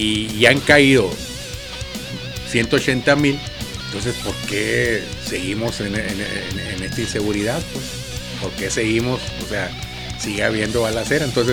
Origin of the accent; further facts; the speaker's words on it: Mexico; lo que estamos ahorita viviendo nosotros como mexicanos